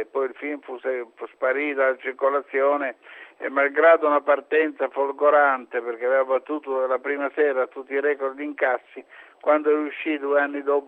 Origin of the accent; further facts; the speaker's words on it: Bologna, Emilia-Romagna, Italy; born there; Io sono nato nel 1938 a Bologna, e quindi è evidente che, essendo nato praticamente nel periodo immediatamente prebellico, ho trascorso i primi anni della mia esistenza, per motivi proprio bellici, sfollato in campagna.